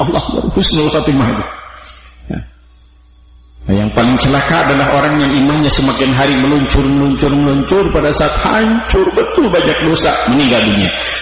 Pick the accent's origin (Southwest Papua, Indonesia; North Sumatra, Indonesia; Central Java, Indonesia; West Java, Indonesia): West Java, Indonesia; born there; Karena kebetulan saya lahir di Jawa Barat, bukan di Eropa Barat.